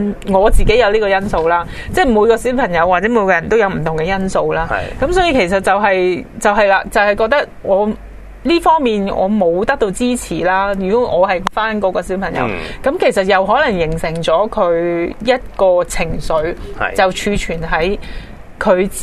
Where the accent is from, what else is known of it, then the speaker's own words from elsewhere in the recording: China; 但係好奇怪喎，我哋中國人呢，尤其外國都係嘅